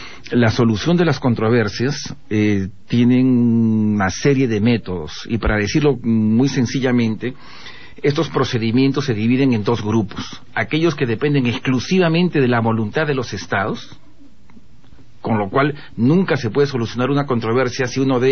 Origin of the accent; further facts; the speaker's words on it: Peru; Yo como peruano, la verdad que me he sentido revelado